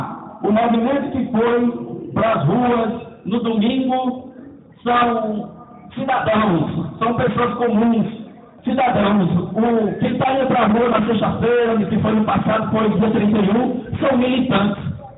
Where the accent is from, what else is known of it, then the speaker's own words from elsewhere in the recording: Brazil; Todos nós somos brasileiros